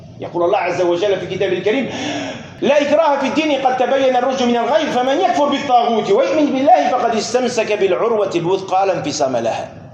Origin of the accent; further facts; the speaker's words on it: France; Vous venez de France, on vient de France.